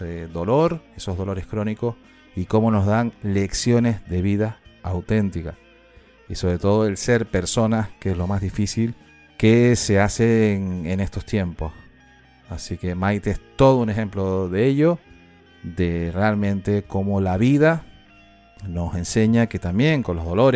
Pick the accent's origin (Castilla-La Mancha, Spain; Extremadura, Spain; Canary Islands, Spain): Canary Islands, Spain; nosotros que somos canarias, que somos de origen volcánico, ya lo tenemos aquí, estoy desde Tenerife y esos son nuestros orígenes